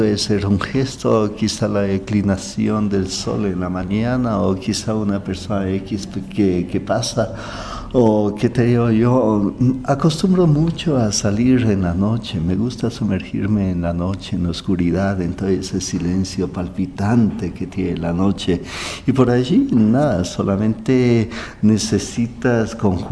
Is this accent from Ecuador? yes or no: yes; Ibarra, Imbabura, Ecuador; moved away as an adult; cuando yo emigré desde Ibarra, que es la ciudad natal, y vine a estudiar psicología clínica aquí.